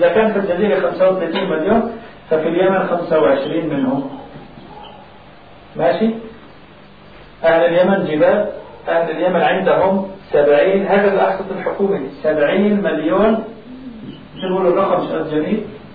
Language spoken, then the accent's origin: Arabic; Aleppo, Aleppo Governorate, Syria; born there; إحنا كانتماء لأمي أنا إيش بهمني إني أنا جاهد في حلب مسقط رأسي؟